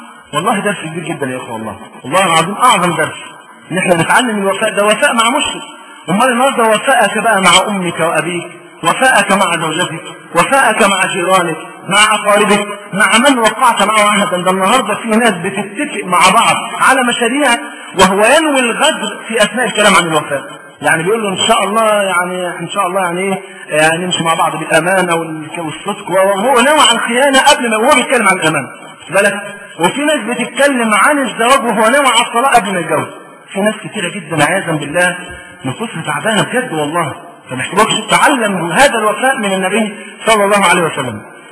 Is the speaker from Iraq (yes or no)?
no; Egypt; والبيئه هي اللي بتحكم، احنا عندنا في مصر